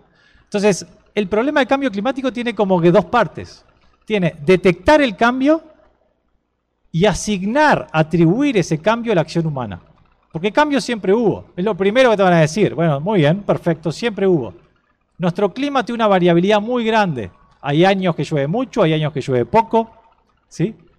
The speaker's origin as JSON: {"language": "Spanish", "country": "Uruguay", "said": "han hecho que las lluvias sobre nuestro país aumenten entre un 10 y un 15%. ¿Somos los uruguayos culpables de eso?"}